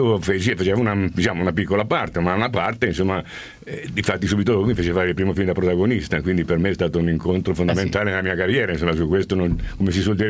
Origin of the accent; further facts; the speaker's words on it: Turin, Piedmont, Italy; born there; io sono nato a Torino